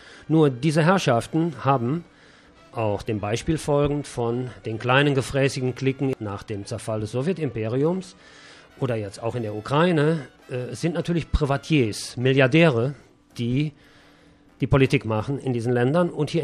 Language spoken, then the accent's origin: German; Germany; Und wir als Deutsche wissen natürlich vielleicht ein bisschen mehr, als vielleicht andere Nationen über dieses Thema.